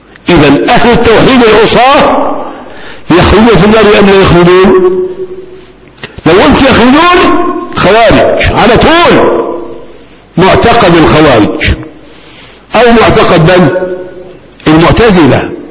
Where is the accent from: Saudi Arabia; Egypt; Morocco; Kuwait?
Egypt; أنا مصري هنا، أديت فتوى في مصر